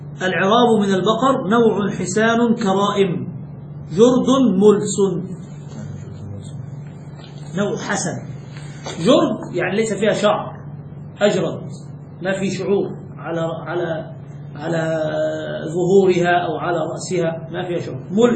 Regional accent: Egypt; الجاموس هذا من عندنا، فهذا كثير عندنا في مصر

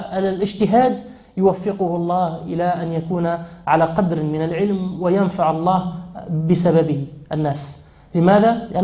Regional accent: Tunisia; نحن عندنا في تونس عندنا الثروة هي الطاقة البشرية، هي الأدمغة

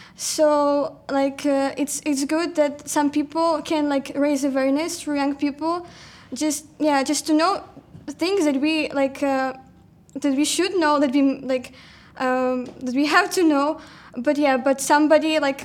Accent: Ukraine; now in Poland; I am originally from Ukraine, but now I like study and volunteer in Poland.

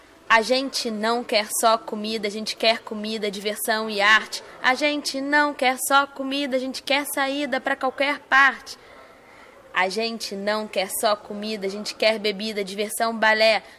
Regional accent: Rio de Janeiro, Brazil; now in Recife, Brazil; eu sou carioca e tô morando aqui no Recife

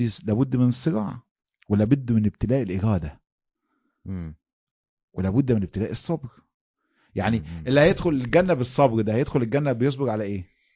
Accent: Egypt; واحنا عندنا في مصر يعني اللمز ده من الحاجات اللي يعني معروف يعني

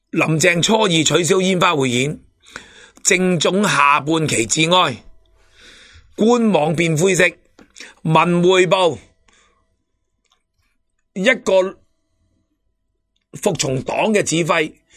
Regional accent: Hong Kong; 令到中国我哋香港人嘅戾气加重咯

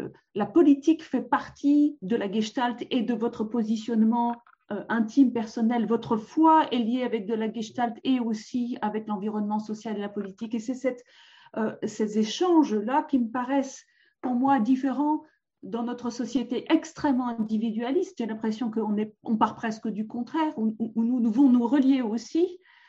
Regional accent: France; je connais l'histoire du Liban un peu parce que je suis française

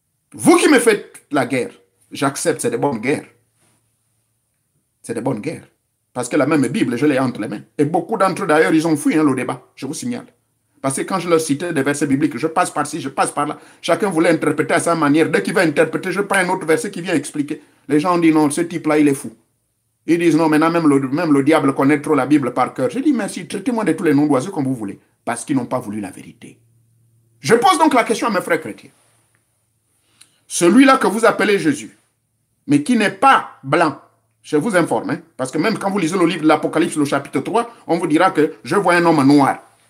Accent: Gabon; c'est comme ça qu'on l'appelle chez nous au Gabon.

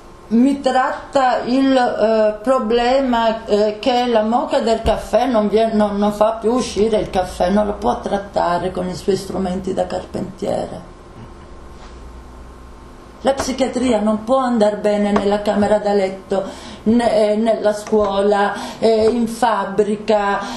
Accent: Bologna, Emilia-Romagna, Italy; Guardi, io vengo da Bologna, queste cose di Faenza ne ho sentite a bizzeffa

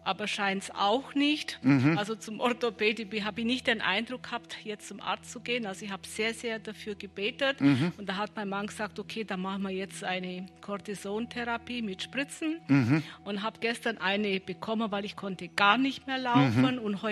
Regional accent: Krumbach, Bavaria, Germany; Also ich komme aus Krumbach bei Ulm.

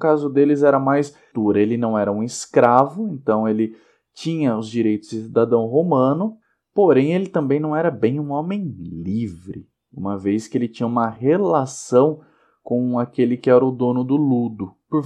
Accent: Sorocaba, São Paulo, Brazil; Vale lembrar nós, que somos aqui da região de Sorocaba, das cidades vizinhas, Piedade e Salto

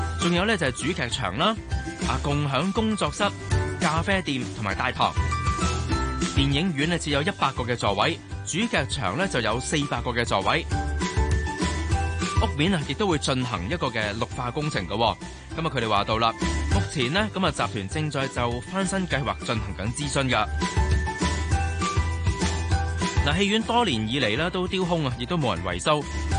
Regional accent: Hong Kong

